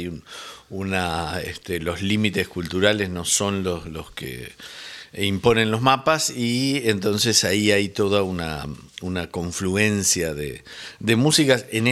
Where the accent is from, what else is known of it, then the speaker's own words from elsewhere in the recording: Uruguay; En el Nepal me dijeron. Soy de Uruguay.